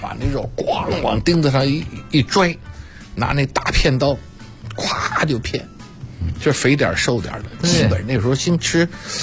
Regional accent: Beijing, China; born there; 但是我生在北京，

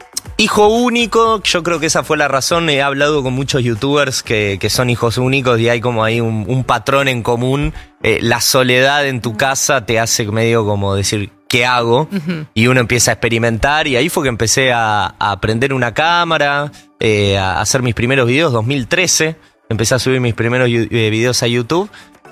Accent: Buenos Aires, Argentina; Pero siempre estuve como los dos porque tuve padres separados, entonces metí a Belgrano, Urquiza.

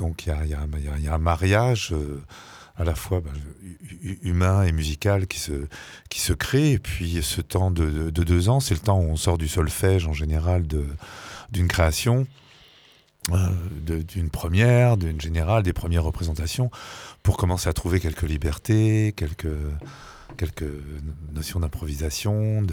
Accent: France; born there; je suis fils de parents émigrés polonais et juifs. Je suis né en France

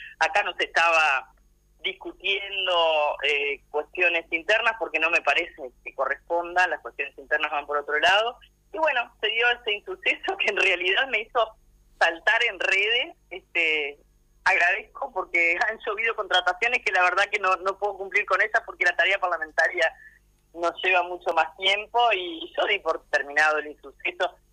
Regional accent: Uruguay; porque acá somos todos uruguayos, somos parte de una comunidad política que tiene que dar ejemplos de eso

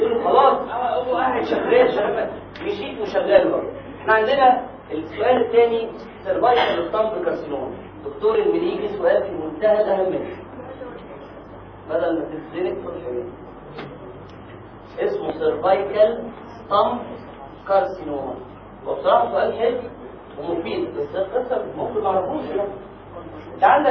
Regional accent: Egypt; احنا عندنا في مصر كام اللي هو كام 28 اسبوع في الحمل

